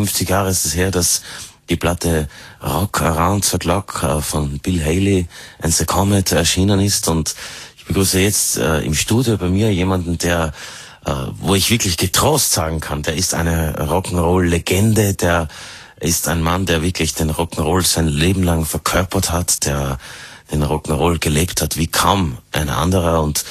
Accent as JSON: {"language": "German", "region": "Tyrol", "country": "Austria", "tie": "born or raised there", "said": "Also ich weiß nicht, ich kann nur sagen, wie das bei uns in Tirol war. Ich war noch sehr klein, was ich von meinen Eltern mitbekommen habe."}